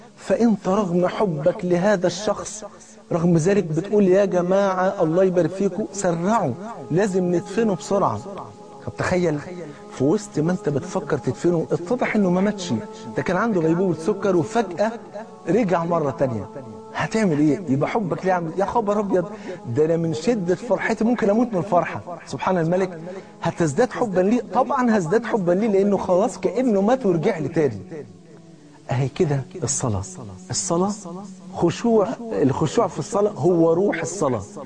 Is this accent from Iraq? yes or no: no; Egypt; زي ما بيقولوا كده المثل اللي عندنا في مصر